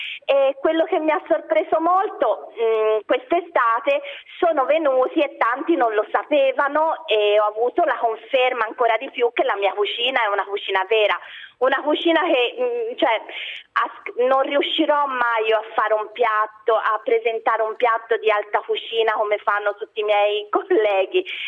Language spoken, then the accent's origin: Italian; Tuscany, Italy; quindi sono cresciuta tra i profumi, tra i sapori della mia terra, della Toscana, via.